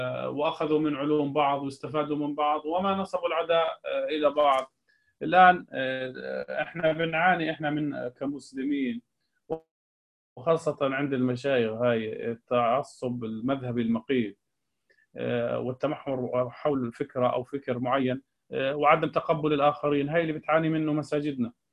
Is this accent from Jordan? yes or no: yes; Jordan; يعني قبل فترة عندنا في الأردن